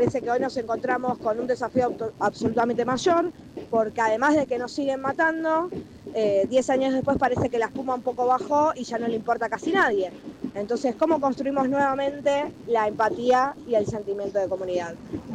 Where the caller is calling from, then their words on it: Lanús, Buenos Aires Province, Argentina; de Lanús.